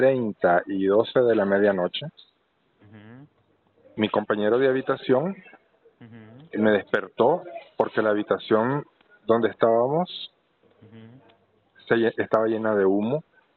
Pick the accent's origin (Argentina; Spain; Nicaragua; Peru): Nicaragua; moved away; Soy nicaragüense y exiliado político.